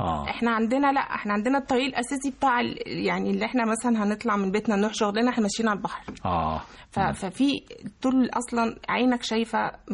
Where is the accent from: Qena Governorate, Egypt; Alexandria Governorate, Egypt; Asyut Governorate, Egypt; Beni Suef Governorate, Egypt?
Alexandria Governorate, Egypt; Alexandria; يعني تربيت في اسكندرية وعشت فيها. ما طلعتش بره،